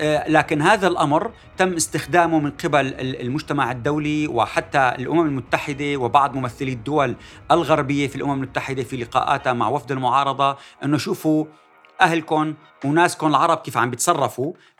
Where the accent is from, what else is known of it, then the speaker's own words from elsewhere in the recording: Syria; ماذا يجب أن نفعل كسوريين